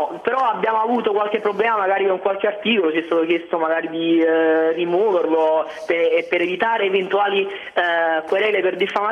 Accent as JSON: {"language": "Italian", "town": "Aversa", "region": "Campania", "country": "Italy", "said": "della mancanza di un caffè letterario nella mia città, appunto, ti ho detto, sono di Aversa."}